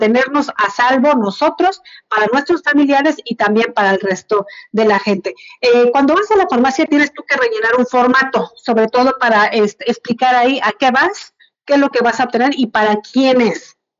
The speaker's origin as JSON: {"language": "Spanish", "region": "Oaxaca", "country": "Mexico", "said": "Hoy, yo, como periodista, como oaxaqueña, como compañera, como amiga, madre de familia"}